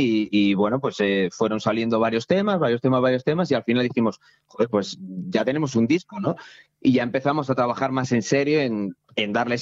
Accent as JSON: {"language": "Spanish", "town": "Méntrida", "region": "Castilla-La Mancha", "country": "Spain", "tie": "born or raised there", "said": "mi pueblo de Méntrida, en Toledo, al norte de Toledo"}